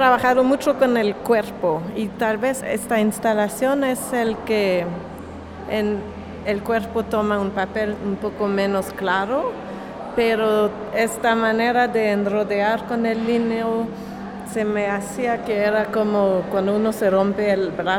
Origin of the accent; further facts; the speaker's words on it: Montreal, Quebec, Canada; Spanish is a second language; now in New York, United States; soy de Montreal, de Canadá, pero vivo en Nueva York